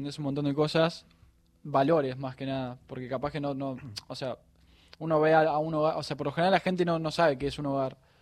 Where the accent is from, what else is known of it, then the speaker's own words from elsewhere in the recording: Moreno, Buenos Aires Province, Argentina; born there; En Moreno.